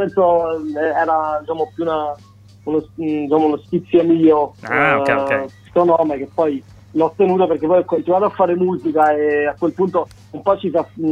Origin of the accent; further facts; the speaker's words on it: Sarno, Campania, Italy; Sì, sono di Sarno, che è un comune in provincia di Salerno.